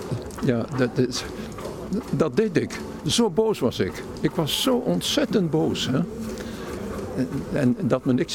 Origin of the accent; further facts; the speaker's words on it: Zwolle, Overijssel, Netherlands; Dus van 9 tot 14 jaar heb ik dus de oorlog meegemaakt in het oosten van het land. Ik kom uit Zwolle.